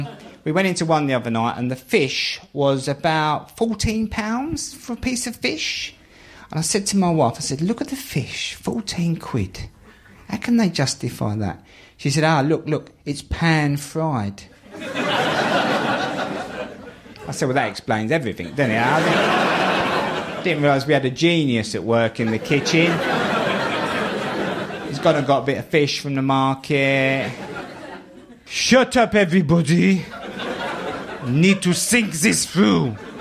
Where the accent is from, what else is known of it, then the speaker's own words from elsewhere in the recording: London, United Kingdom; accent: Cockney; I'm a Cockney. I grew up on a council estate in the East End of London.